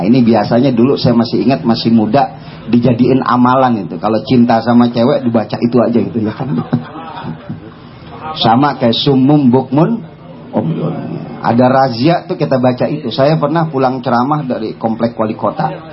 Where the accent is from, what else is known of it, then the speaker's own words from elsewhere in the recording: Jakarta, Indonesia; Nah kebetulan saya orang Betawi, ya, saya Betawi asli, ya.